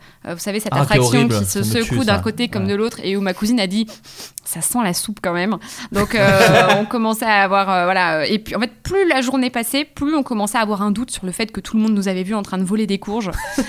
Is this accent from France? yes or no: yes; Grand Est, France; Et puis, moi, je suis de Champagne-Ardenne.